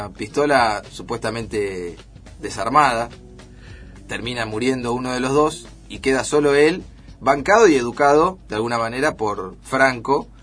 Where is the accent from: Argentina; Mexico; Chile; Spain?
Argentina; Siempre era uno como visitante o como argentino descendiente de, porque muchos de nosotros tenemos abuelos o bisabuelos españoles